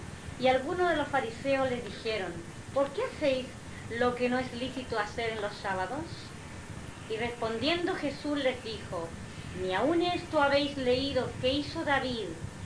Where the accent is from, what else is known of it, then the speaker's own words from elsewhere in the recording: Chile; now in Mallorca, Spain; yo que vengo de Chile, allá mismo la religión judía la verdad es que se conoce muy poco. Yo cuando llegué a España ya como que me enteré un poco, y cuando llegué a Mallorca